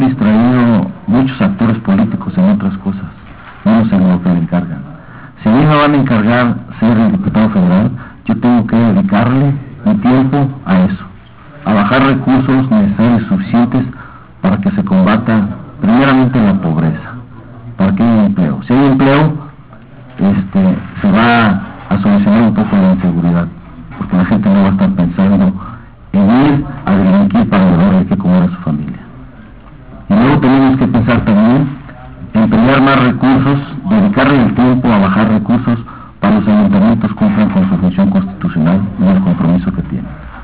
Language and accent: Spanish; Cosío, Aguascalientes, Mexico; Yo nací en Aguascalientes, yo aquí vivo, yo soy del municipio de Cocío.